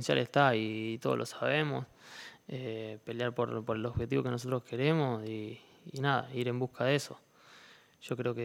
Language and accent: Spanish; Argentina; moved away as an adult; now in Elche, Spain; yo vine de Argentina, es otra cosa ya, esto es Europa